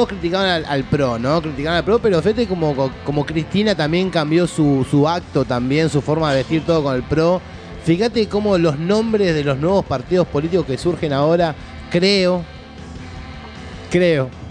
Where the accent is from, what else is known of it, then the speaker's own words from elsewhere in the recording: Argentina; Mal, pero somos argentinos